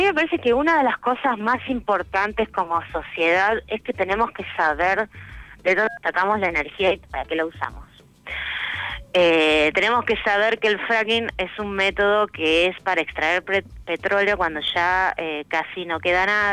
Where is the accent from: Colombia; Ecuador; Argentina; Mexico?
Argentina; Buenos Aires; moved away as an adult; yo soy de Buenos Aires y vine acá, digamos, para cambiar mi vida